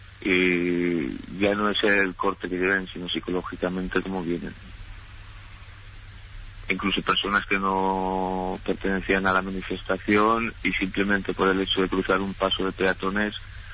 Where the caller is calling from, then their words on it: Valencia, Valencian Community, Spain; Mire, yo le llamo desde Valencia.